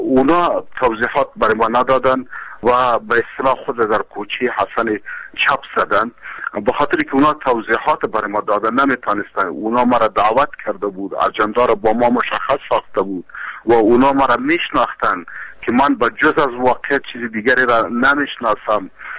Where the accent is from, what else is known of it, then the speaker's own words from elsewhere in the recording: Afghanistan; من یک افغان هستم و در جامعه افغانی زندگی میکنم